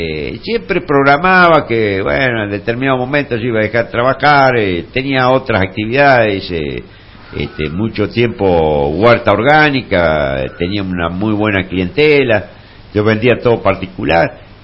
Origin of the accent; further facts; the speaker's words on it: La Pampa, Argentina; also born or lived in Buenos Aires; Bueno, o sea, yo si bien soy nacido... en la ciudad de Buenos Aires soy de nacionalidad pampeano. Ya me crié en La Pampa, del año y medio estuve ahí, bueno, hice todo el secundario, después fui a estudiar arquitectura, que la terminé en Buenos Aires